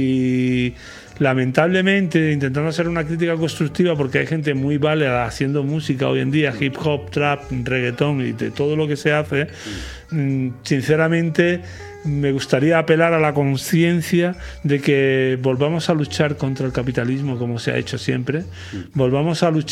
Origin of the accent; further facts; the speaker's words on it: Lucena, Andalusia, Spain; Yo que soy de Lucena, que nací en un pueblo